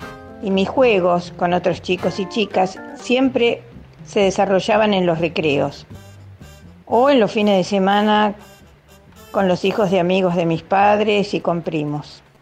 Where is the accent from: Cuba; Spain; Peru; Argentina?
Argentina; Buenos Aires; Así que, para decirles, nací y viví en Cava, o sea, en la ciudad de Buenos Aires.